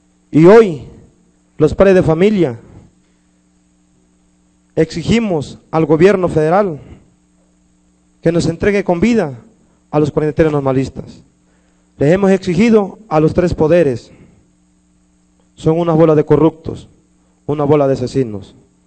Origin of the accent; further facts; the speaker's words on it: Ometepec, Guerrero, Mexico; Yo pertenezco a la ciudad de Ometepec, Guerrero, que es mi municipio. Soy de la Costa Chica.